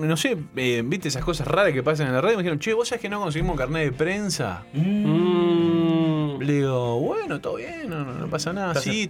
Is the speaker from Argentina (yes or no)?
no; Montevideo, Uruguay; yo nací en La Blanqueada, nací en 8 de octubre y Jaime Civils. El destino hizo que me criara en el barrio Peñarol. En el medio del barrio Peñarol.